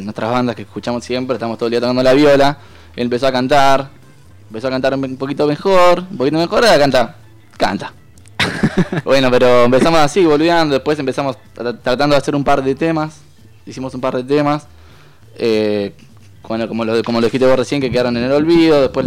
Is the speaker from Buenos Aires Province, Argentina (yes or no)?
yes; Longchamps, Buenos Aires Province, Argentina; lo que me gusta también es que somos todos de Longchamps